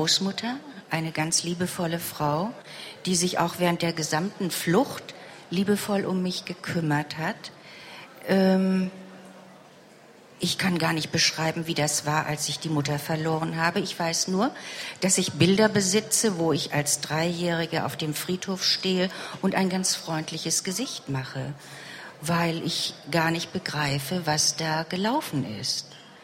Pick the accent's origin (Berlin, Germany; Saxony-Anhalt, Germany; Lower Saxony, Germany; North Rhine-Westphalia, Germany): Berlin, Germany; born there; also born or lived in Wrocław; Also geboren bin ich in Berlin. Und von Berlin, bei den Großangriffen, sind wir zu unseren Verwandten nach Breslau gezogen. Das heißt, meine Eltern und meine Großeltern sind alle aus Breslau.